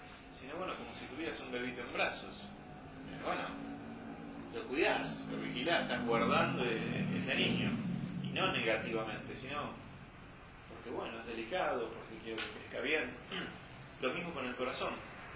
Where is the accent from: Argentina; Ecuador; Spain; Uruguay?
Argentina; Buenos Aires; now in Serrezuela, Argentina; Yo, por ejemplo, yo crecí en Buenos Aires. Evidentemente, ahora vivo en Serrazuela.